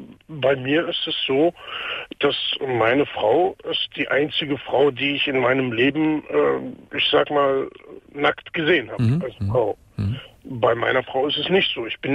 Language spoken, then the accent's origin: German; Palestine; now in Germany; Das ist Palästina.